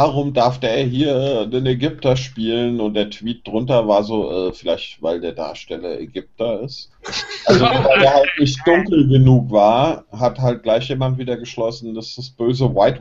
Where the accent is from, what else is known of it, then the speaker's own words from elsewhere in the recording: Wuppertal, North Rhine-Westphalia, Germany; born there; Ich bin in Wuppertal geboren